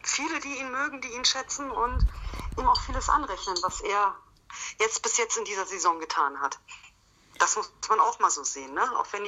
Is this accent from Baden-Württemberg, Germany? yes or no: no; Berlin, Germany; ich komme gebürtig aus Berlin.